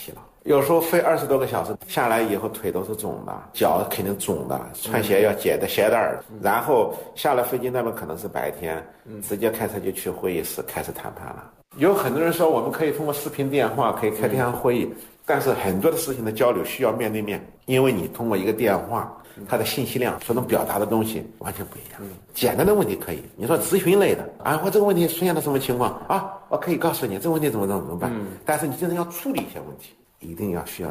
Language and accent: Chinese; China; 我们是中国的承包商，中国人